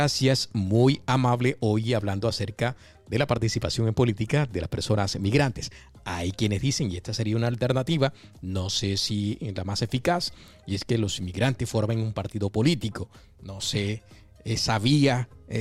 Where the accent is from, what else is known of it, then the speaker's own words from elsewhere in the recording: Colombia; porque soy de origen colombiano, que ese es un asunto pendiente en el contexto latinoamericano. Los colombianos tenemos la democracia más antigua de América Latina